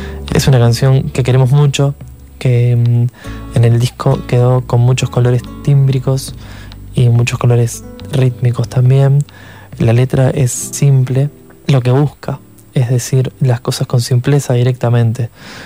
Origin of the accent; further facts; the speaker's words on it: Montevideo, Uruguay; Actualmente somos todos de Montevideo los que tocamos